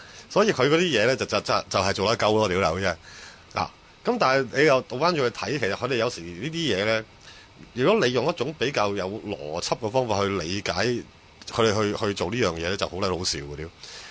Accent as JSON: {"language": "Cantonese", "country": "Hong Kong", "tie": "born or raised there", "said": "如果用我哋喺香港长大嗰个理解方法咧"}